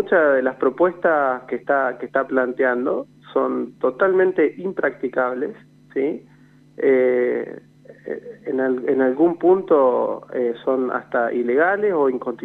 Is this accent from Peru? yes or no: no; Argentina; esto que hoy estamos padeciendo todos como argentinos